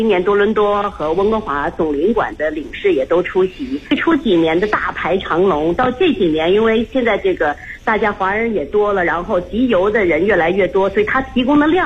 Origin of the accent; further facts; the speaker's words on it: Beijing, China; 像我们北京人平常熟悉像京巴